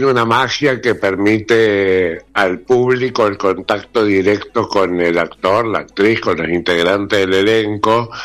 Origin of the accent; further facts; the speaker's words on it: Rosario, Santa Fe, Argentina; now in Buenos Aires, Argentina; Yo soy rosarino, hace muchos años que vivo en Buenos Aires, más de 40, pero empezó en Rosario con la lírica.